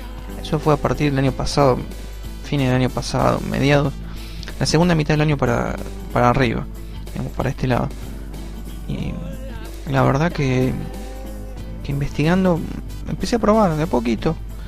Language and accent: Spanish; Argentina; cuando empecé a estudiar la materia, que era informática en sociedad acá en mi país, en Argentina